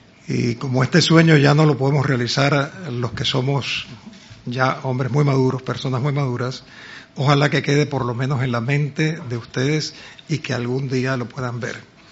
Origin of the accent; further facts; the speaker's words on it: Panama; convocó una reunión en mi país, en Panamá, en 1826